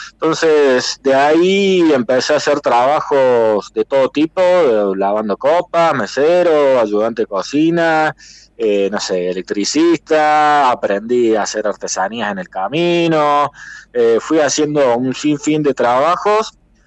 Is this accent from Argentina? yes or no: yes; Mendiolaza, Córdoba, Argentina; now in Valle Hermoso, Argentina; Yo soy de Mendiolaza, de las Sierras Chicas.